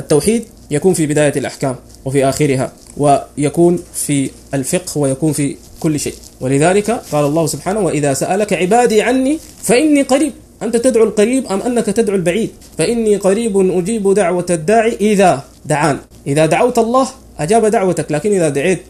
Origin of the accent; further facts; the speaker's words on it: Sudan; من أمور كثيرة منتشرة خاصة عندنا في السودان